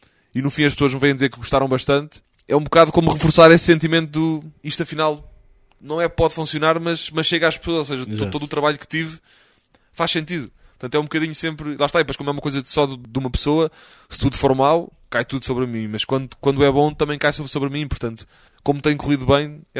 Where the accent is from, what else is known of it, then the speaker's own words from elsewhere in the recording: Portugal; às vezes eu digo que venho de Portugal